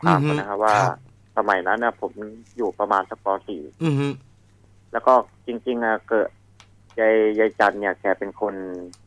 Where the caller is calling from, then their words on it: Bang Pa-in, Phra Nakhon Si Ayutthaya, Thailand; จากอยุธยาครับผม